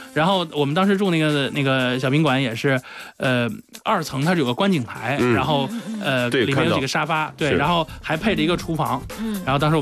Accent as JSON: {"language": "Chinese", "country": "China"}